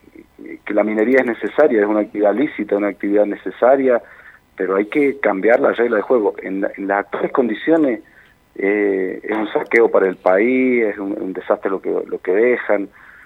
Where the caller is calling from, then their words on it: San Carlos, Mendoza, Argentina; Geográficamente, yo estoy en San Carlos. Geográficamente estoy en el corazón de Mendoza.